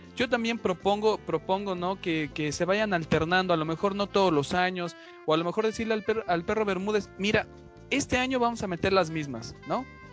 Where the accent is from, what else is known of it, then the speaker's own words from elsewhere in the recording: Mexico; La verdad es de que como mexicanos, en 2005, yo empecé a jugar